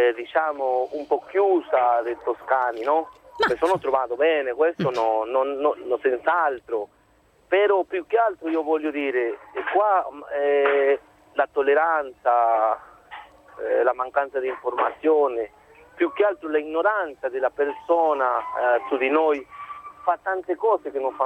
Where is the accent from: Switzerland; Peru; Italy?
Peru; Io sono dal Perù.